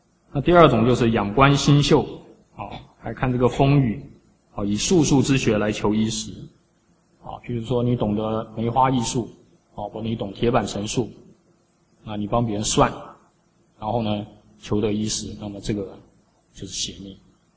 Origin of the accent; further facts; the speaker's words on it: China; 那为什么我们中国人供养祖先